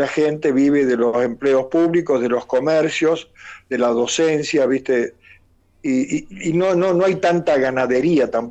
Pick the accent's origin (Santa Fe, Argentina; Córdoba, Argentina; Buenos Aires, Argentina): Santa Fe, Argentina; Laguna Paiva; en el pueblo de donde soy, Laguna Paiva, en la provincia de Santa Fe, mi padre era periodista.